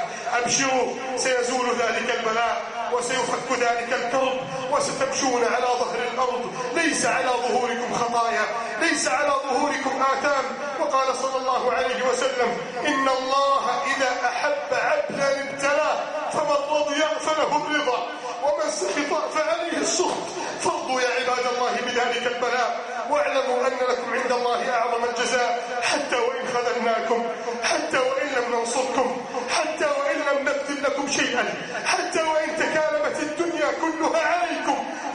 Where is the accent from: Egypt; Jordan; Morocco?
Egypt; اللهم إنا نسألك أن تعيد بلدنا مصر إلى سادة عزها